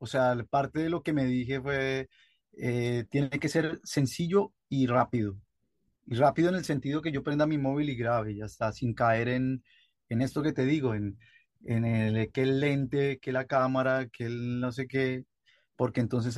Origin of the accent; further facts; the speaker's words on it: Colombia; moved away as an adult; desde que me fui de Colombia en el 2021 a hoy